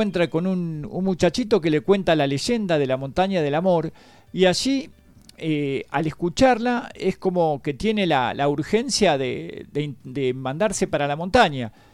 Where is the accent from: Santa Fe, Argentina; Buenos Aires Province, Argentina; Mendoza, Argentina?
Buenos Aires Province, Argentina; Mar del Plata; also born or lived in Bahía Blanca; Venía de hacer toda mi escuela primaria, secundaria en Mar del Plata. Uh-huh. Nací en Bahía Blanca, viajé mucho por afuera también. Soy como nómade.